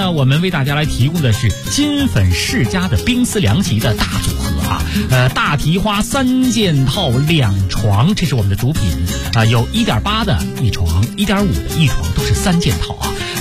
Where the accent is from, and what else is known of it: Beijing, China